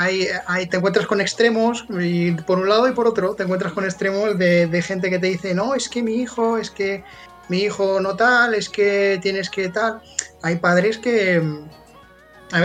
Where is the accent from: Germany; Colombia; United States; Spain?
Spain; Alicante, Valencian Community; yo no soy de novelda, ¿no? Soy de Alicante